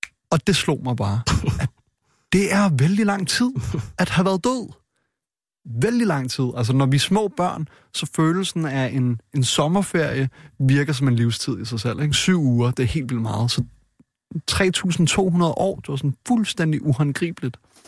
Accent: Frederiksberg, Capital Region, Denmark; born or raised there

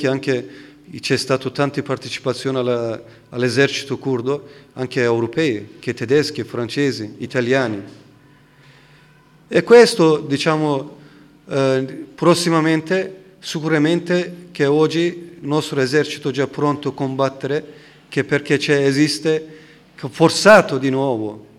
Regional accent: Turkey; Italian is a second language; anche io sono turco, non sono curdo.

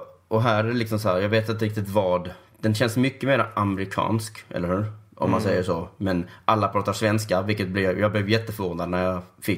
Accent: Sweden; jag är svensk, så jag hör det här omedelbart liksom.

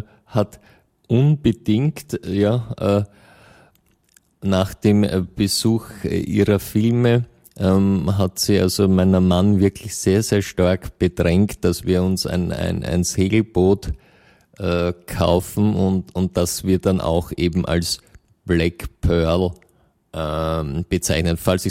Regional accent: Vienna, Austria; als Österreicher oder Wienerin im Besonderen ist es ja eine gute Tradition, dass die Vorfahren aus Osteuropa kommen.

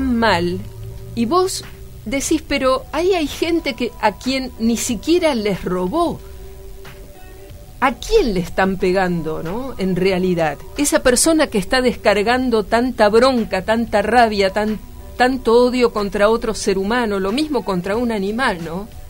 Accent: Buenos Aires, Argentina; yo nací y crecí en Buenos Aires, ¿no?, en la capital, pero hace poco tiempo que volvía

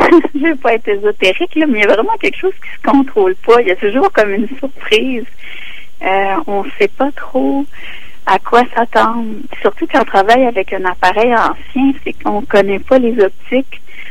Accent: Quebec, Canada; Puis moi, c'est parce que je viens de la Gaspésie. J'ai pas la même relation au fleuve. Je viens du Sud, donc je suis la baie des Chaleurs puis tout ça.

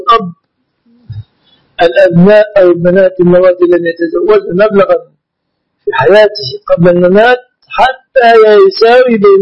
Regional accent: Egypt; لكن هذه لغتنا في مصر.

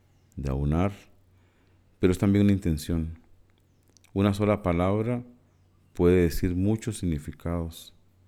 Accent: Costa Rica; costarricense.

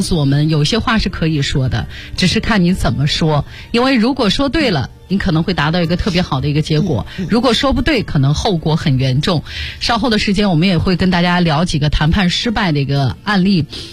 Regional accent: China; 就是我们中国人其实很多人都是这样，不是为活自己，而是为别人活

